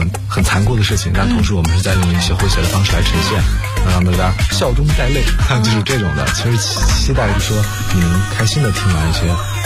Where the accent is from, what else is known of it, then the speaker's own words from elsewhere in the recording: northern China, China; 其实我是北方人，从北方长大，所以我其实不太懂那个铺盖是什么意思。